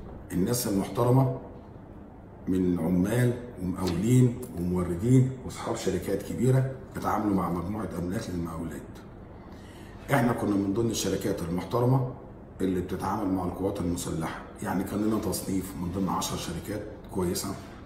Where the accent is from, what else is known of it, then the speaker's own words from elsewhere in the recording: Egypt; لكن في الاول وفي الاخر انا مواطن مصري، من حقي ان انا اقول رايي.